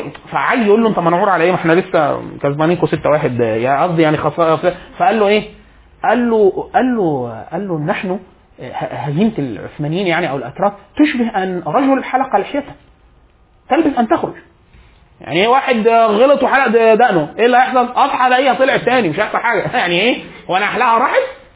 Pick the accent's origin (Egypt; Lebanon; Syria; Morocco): Egypt; يعني انا حاليا كمصري ايه اللي ممكن افخر بيه كمصري؟